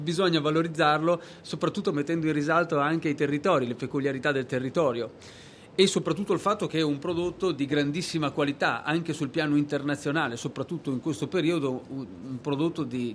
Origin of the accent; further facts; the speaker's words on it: Verona, Veneto, Italy; now in Abruzzo, Italy; Io appunto sono veronese, sono in Abruzzo da ormai 10 anni, proprio nella zona della montagna, la zona proprio davanti tra il Parco del Gran Sasso e il Parco della Maiella